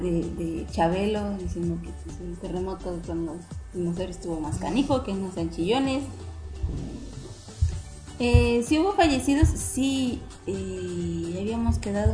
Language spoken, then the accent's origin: Spanish; Mexico; una de las cosas que creo que como mexicanos nos ayuda mucho desde hace muchísimos años es burlarnos de la muerte